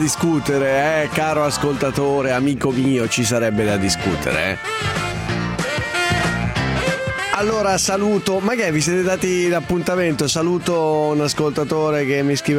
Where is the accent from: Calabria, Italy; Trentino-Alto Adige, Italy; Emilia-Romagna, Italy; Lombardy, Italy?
Lombardy, Italy; Piateda; Ho passato l'infanzia a Piateda.